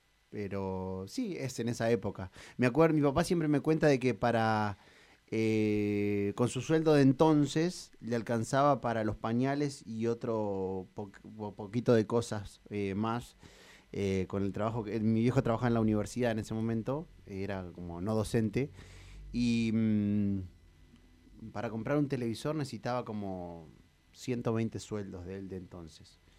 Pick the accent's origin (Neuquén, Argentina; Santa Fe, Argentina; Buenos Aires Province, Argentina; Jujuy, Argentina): Buenos Aires Province, Argentina; Bahía Blanca; born there; Yo nací en Bahía Blanca. Mis papás se habían ido a estudiar ahí. En realidad mi papá es nacido en Bahía Blanca también. Mi mamá es de Huatraché.